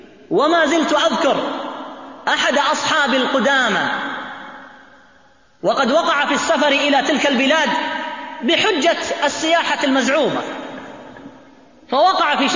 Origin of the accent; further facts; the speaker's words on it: Riyadh, Riyadh Province, Saudi Arabia; مطار الملك خالد عندنا في الرياض